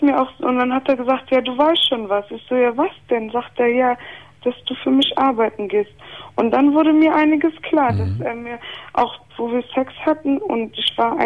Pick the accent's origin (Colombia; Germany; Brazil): Brazil; Ja, ich bin auch Brasilianerin